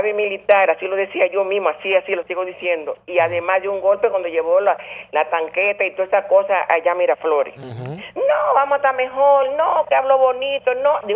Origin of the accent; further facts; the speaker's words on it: Dominican Republic; yo soy dominicana, tengo aquí 36 años.